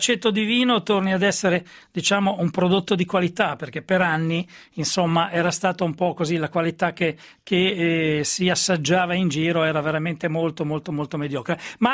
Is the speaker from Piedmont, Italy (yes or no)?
no; Friuli-Venezia Giulia, Italy; ogni tanto ci meritiamo un po' di visibilità come friulani.